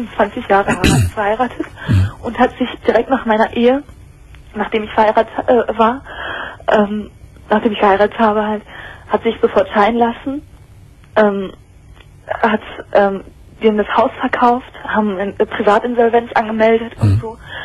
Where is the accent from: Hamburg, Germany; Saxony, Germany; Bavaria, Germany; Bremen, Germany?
Hamburg, Germany; born there; weil ich aus Hamburg komme. Ich bin gebürtige Hamburgerin.